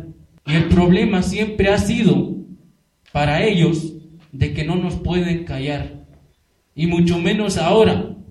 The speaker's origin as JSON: {"language": "Spanish", "region": "Guerrero", "country": "Mexico", "said": "porque somos guerrerenses, somos campesinos"}